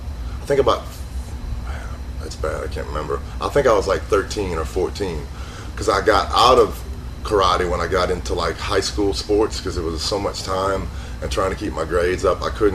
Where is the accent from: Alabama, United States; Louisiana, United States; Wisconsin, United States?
Louisiana, United States; New Orleans; First of all, I was born in New Orleans, Louisiana. You know, I was born in 1969. I grew up and spent all my childhood in New Orleans.